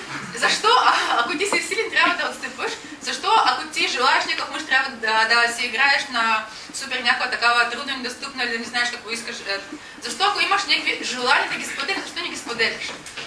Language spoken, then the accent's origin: Bulgarian; Russia; Bulgarian is a second language; now in Bulgaria; Независимо, че съм от Русия, аз обожавам България, вярвам в нейното бъдеще